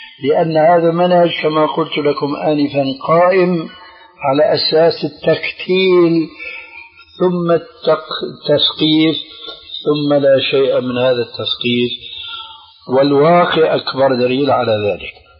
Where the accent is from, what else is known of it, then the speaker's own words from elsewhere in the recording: Damascus, Damascus Governorate, Syria; وأنا أعرف، وأنا سوري دمشقي كما تعلمون